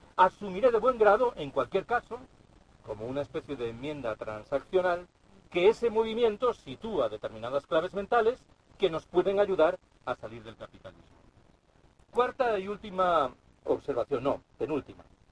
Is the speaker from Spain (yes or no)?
yes; Galicia, Spain; Repito que yo soy gallego.